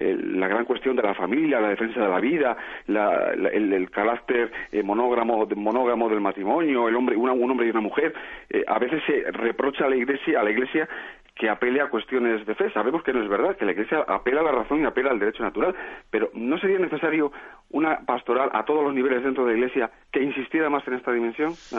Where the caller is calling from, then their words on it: Madrid, Community of Madrid, Spain; soy de Madrid